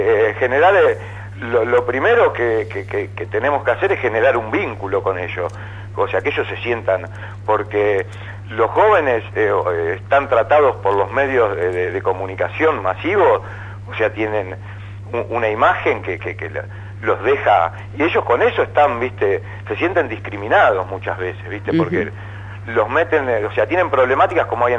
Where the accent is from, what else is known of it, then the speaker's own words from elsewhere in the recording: La Plata, Buenos Aires Province, Argentina; Yo soy de La Plata